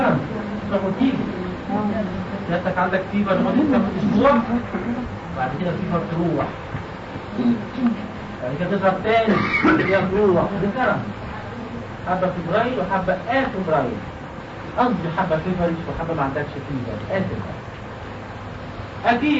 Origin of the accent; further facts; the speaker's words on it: Egypt; هما الخنادق انتشرت عندنا في مصر